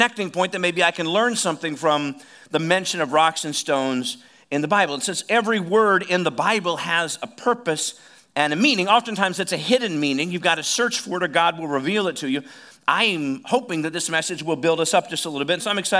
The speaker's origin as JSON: {"language": "English", "town": "Oskaloosa", "region": "Iowa", "country": "United States", "said": "I'm from Oskaloosa."}